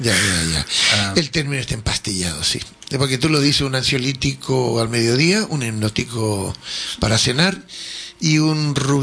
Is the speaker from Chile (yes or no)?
yes; Valparaíso, Chile; born there; En Chile. Bueno, nací en Valparaíso.